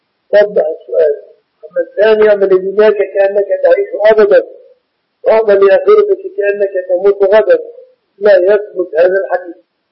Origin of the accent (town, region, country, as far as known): Egypt